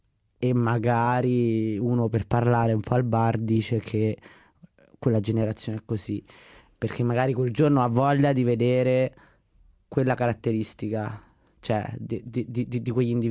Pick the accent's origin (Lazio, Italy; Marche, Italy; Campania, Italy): Lazio, Italy; Latina; Io sono di Latina innanzitutto